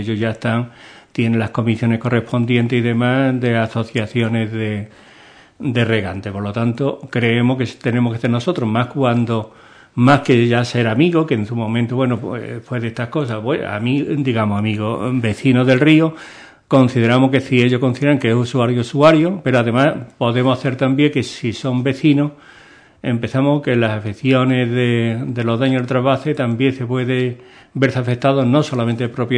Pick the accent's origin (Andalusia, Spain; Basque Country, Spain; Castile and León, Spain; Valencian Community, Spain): Andalusia, Spain; Y nos duele, ¿no?, como andaluz, evidentemente